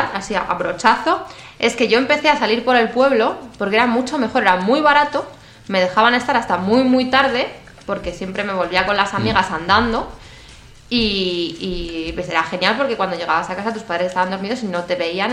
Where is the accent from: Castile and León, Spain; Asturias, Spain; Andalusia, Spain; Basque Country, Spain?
Asturias, Spain; Gijón; now in Madrid, Spain; Yo cuando vine a Madrid, en Gijón.